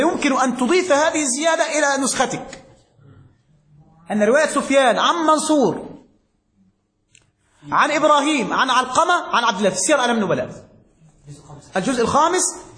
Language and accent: Arabic; Egypt; مات بالإسكندرية عندنا في مصر